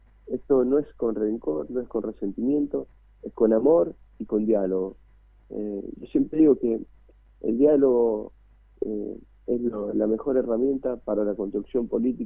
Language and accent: Spanish; Cruz Alta, Córdoba, Argentina; básicamente en mi pueblo yo estoy haciendo una carta para pasarla puerta por puerta a cada vecino